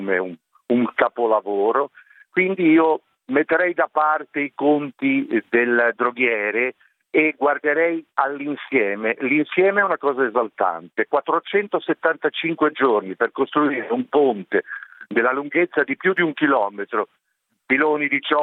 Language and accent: Italian; Genoa, Liguria, Italy; Quindi come italiano, come genovese, sono orgoglioso